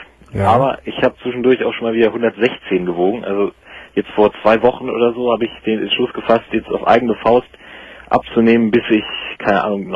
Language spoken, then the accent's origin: German; Hanover, Lower Saxony, Germany; also ich komme aus Hannover